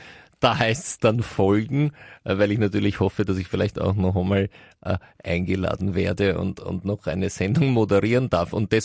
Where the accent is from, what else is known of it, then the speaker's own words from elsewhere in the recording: Vienna, Austria; bei uns in ich weiß jetzt nicht, ob in ganz Österreich, aber auf jeden Fall in Wien, ist es so, dass wir zu diesen Würstchen Frankfurter sagen.